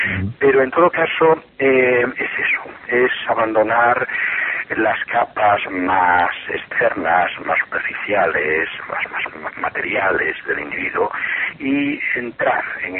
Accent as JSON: {"language": "Spanish", "town": "Vigo", "region": "Galicia", "country": "Spain", "tie": "born there", "said": "yo soy, nací en Vigo, y soy por tanto gallego y no ejerzo mucho de gallego, pero vamos, me gusta mucho mi tierra."}